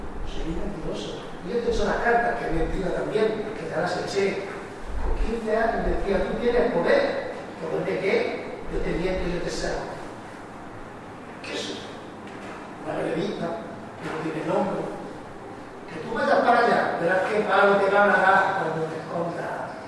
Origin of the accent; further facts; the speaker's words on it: Castile, Spain; Ah, qué sevillano me gustaría ser. Pero bueno, soy castellano.